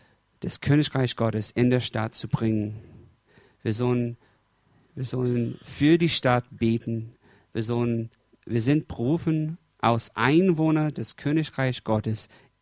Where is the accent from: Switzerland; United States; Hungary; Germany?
United States; German is a second language; Ich bin Amerikaner und ich habe in die letzten 30 Jahre, ich habe in drei verschiedenen Großstädten gewohnt. Die meiste Zeit, wir haben mit meiner Familie immer in einem Vorort, wo es sicher war, wo es ziemlich weiß war, ich meine weiße Leute.